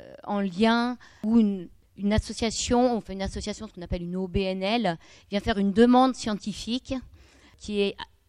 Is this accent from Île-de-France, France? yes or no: no; Grenoble, Auvergne-Rhône-Alpes, France; Alors, je suis de Grenoble.